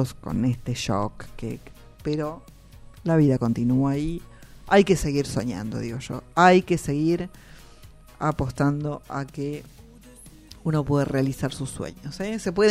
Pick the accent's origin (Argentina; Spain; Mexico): Argentina; nosotros tenemos la obligación como argentinos de conocer nuestras queridísimas cataratas del Iguazú